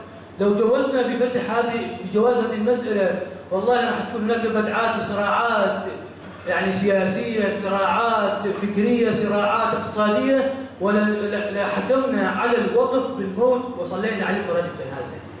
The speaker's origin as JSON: {"language": "Arabic", "country": "Iraq", "said": "الآن عندنا في العراق مثلاً دار الإفتاء أو مجلس الفتوى عند كبار العلماء"}